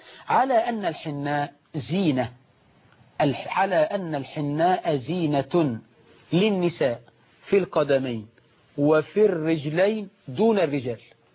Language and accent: Arabic; Egypt